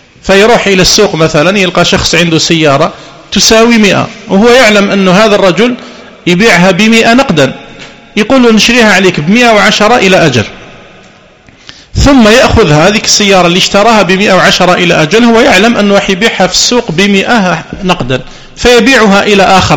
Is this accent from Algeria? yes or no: yes; Algeria; واشتهر في السنوات الأخيرة بعض المعاملات عندنا في الجزائر